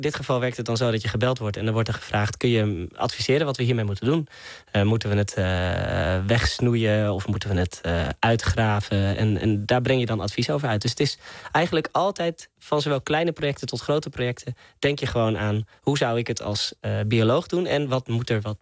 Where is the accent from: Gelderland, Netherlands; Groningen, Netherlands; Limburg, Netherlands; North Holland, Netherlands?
North Holland, Netherlands; Hilversum; now in Amsterdam, Netherlands; omdat ik een stadse jongen ben, ik kom oorspronkelijk uit Hilversum, ik woon nu in Amsterdam